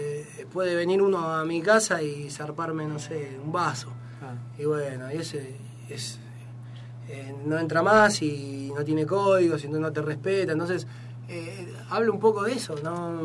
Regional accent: Villa Lugano, Buenos Aires, Argentina; now in Quilmes, Argentina; yo vengo de Lugano, me mudo a Quilmes, La Cañada.

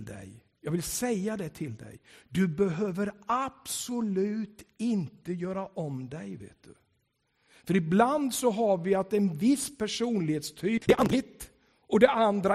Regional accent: Tranås, Jönköping County, Sweden; När jag växte upp där, för jag växte upp i Tranås, då kallade de mig för

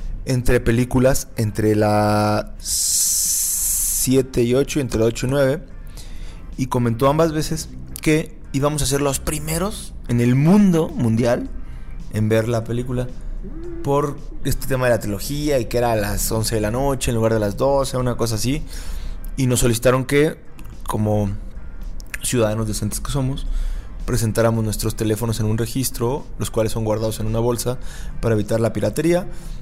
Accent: Mexico; Como buena gente mexicana, no me programé en tiempo y forma.

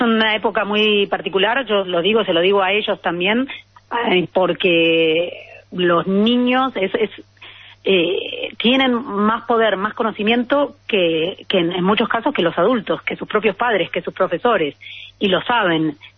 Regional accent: Argentina; now in Spain; Soy argentina

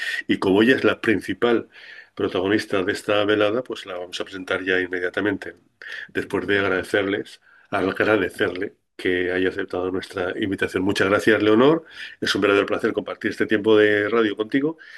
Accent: Huesca, Aragon, Spain; Yo ya sabes que soy de Huesca, lo he dicho muchas veces

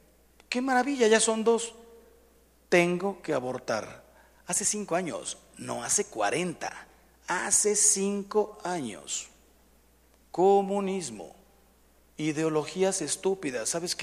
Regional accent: Mexico; Yo le dije, ¿sabes qué? Soy mexicano.

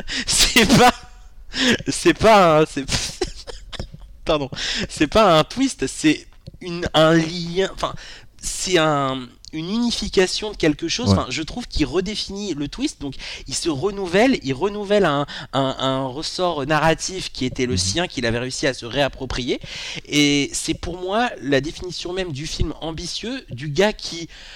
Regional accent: France; Incassable, je suis français

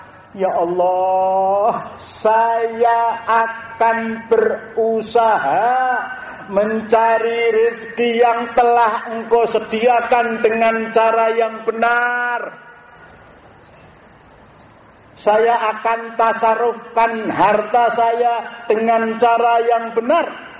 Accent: Java, Indonesia; kita orang Jawa dia akan ngorok

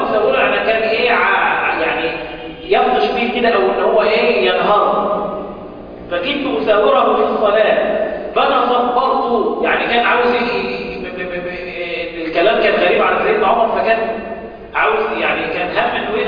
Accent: Mansoura, Dakahlia, Egypt; احنا حتى في مصر لما حد من الناس بينتقل، انا مقيم انا من اهل المنصورة، لما بنتقل للعيش للسفر الى الصعيد او الى البحيرة او الى الاسكندرية،

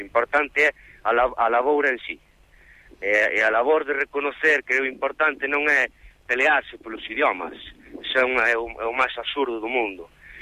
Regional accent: A Coruña, Galicia, Spain; o castelán tamén é para mí unha segunda lingua, porque eu, por exemplo, criei-me na Coruña

